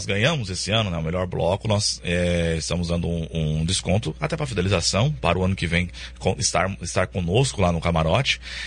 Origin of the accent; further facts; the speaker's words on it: Paraná, Brazil; Sim, Foz tem, eu mesmo não sou de Foz, eu sou da região aqui próxima